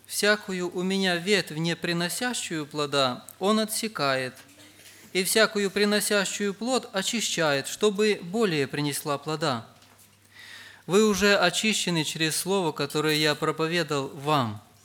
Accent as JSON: {"language": "Russian", "region": "Rivne Oblast", "country": "Ukraine", "said": "я из Ровенской области"}